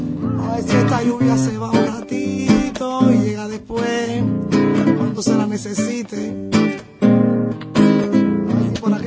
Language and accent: Spanish; Cuba; todas esas fuentes formaron también parte de nuestra cultura y nuestra esencia como identidad cubana